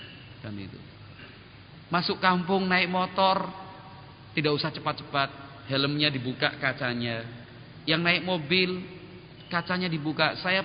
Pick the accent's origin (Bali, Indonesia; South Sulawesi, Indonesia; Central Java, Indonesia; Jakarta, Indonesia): Jakarta, Indonesia; born there; Padahal kan gue lahirnya di Jakarta nih